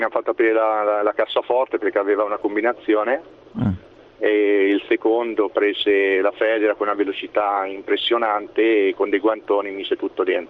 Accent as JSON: {"language": "Italian", "town": "Perugia", "region": "Umbria", "country": "Italy", "said": "Io sono di Perugia e volevo portare la mia testimonianza."}